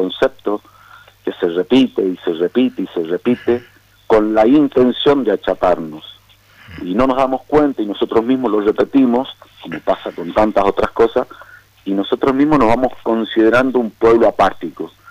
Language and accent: Spanish; San Carlos, Mendoza, Argentina; yo soy demasiado vanidoso como sancarlino, como valletano, digo, como mendocino